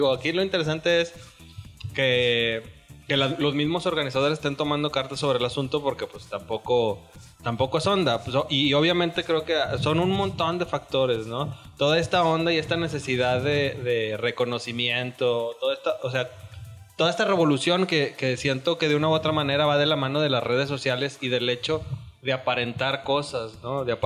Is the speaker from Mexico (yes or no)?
yes; Mexico; lo doble moral que muchas veces podemos ser como mexicanos, ¿no?